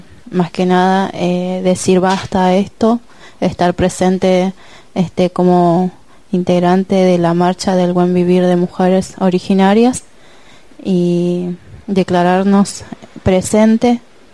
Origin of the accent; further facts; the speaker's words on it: Juan José Castelli, Chaco, Argentina; born there; soy de la Nación Hom. Yo vengo desde el Chaco, nací en Juan José Castelli Chaco.